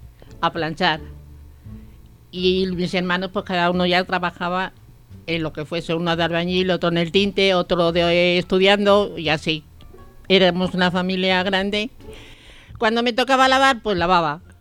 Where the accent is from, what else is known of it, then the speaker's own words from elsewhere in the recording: Madrid, Community of Madrid, Spain; Tampoco soy de pueblo, soy de Madrid, nacida en Cuatro Caminos.